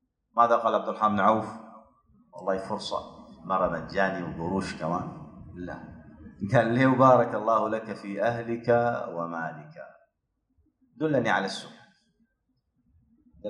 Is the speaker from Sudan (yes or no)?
yes; Omdurman, Khartoum, Sudan; عندنا في أم درمان مركز تحفيظ القرآن للنساء